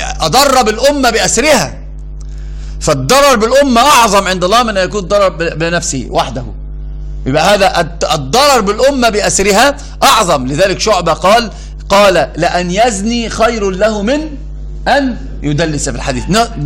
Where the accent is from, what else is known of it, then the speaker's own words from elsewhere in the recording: Upper Egypt, Egypt; أنا صعيدي، عارف يعني إيش صعيدي؟